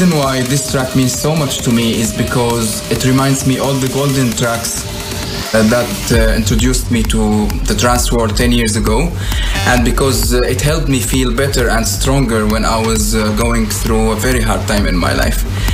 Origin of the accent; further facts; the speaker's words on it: Syria; I'm from Syria.